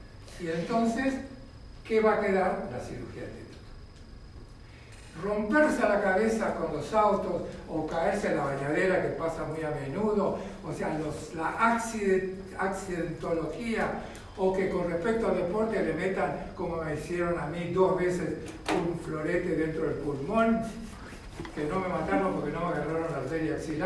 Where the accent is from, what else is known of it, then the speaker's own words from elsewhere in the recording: La Plata, Buenos Aires Province, Argentina; yo soy platense, me formé en La Plata